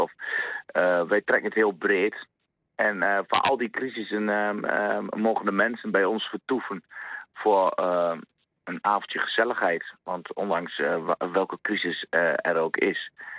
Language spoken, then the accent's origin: Dutch; Albergen, Overijssel, Netherlands; Kijk, ik kom uit Albergen.